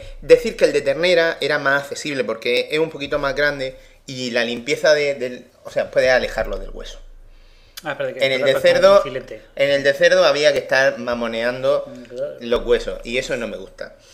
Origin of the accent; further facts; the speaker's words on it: A Coruña, Galicia, Spain; Pero sin embargo, un sitio localizable, si soy de Coruña...